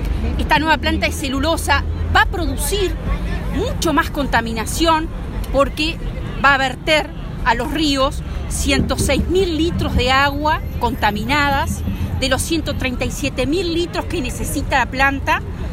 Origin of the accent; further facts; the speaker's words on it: Uruguay; como uruguayos que somos, no lo podemos permitir